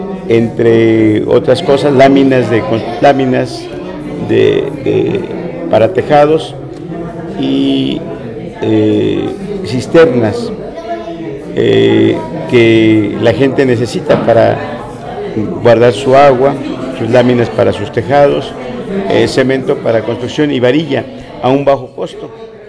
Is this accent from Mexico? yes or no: yes; Atenco, State of Mexico, Mexico; voy a hablar de lo que he visto o de lo que vi en la cabecera municipal de Atenco, de donde yo soy.